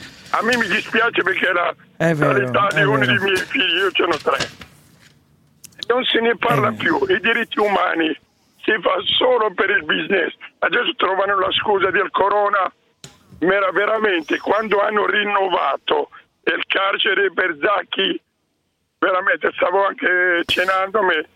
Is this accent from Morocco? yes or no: yes; Morocco; now in Milan, Italy; Sono originario del Marocco.